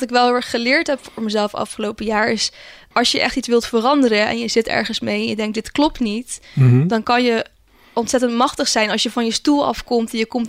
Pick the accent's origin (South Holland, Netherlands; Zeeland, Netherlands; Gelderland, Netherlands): Zeeland, Netherlands; Ik kom oorspronkelijk uit Zeeland